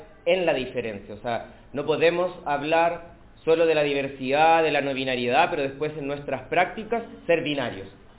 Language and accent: Spanish; Temuco, Araucanía, Chile; venimos de Temuco, yo estoy en un tránsito en este momento en Santiago, pero nuestro activismo está allá, nos posicionamos desde